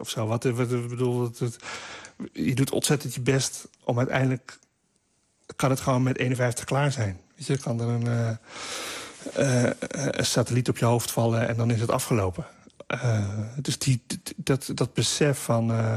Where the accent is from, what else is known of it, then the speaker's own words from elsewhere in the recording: Roelofarendsveen, South Holland, Netherlands; als er ijs lag bij ons in Roelofarendsveen, dan kwamen gewoon alle cliënten kwamen schaatsen